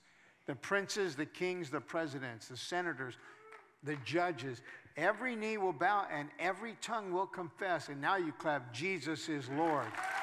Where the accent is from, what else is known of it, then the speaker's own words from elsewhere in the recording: California, United States; now in San Jose, United States; I'm not from San Jose, I'm from Southern California